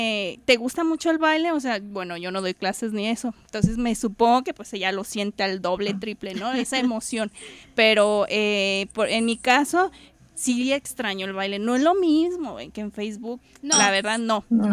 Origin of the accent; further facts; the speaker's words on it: Puebla, Mexico; born there; now in Guadalajara, Mexico; pues yo soy de Puebla, bueno, nací allá, pero he vivido acá en Guadalajara mucho tiempo.